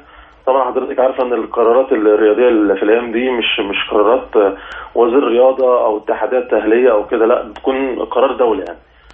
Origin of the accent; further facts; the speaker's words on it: Egypt; احنا عندنا في مصر يعني للاسف الموضوع بيكون صعب شويه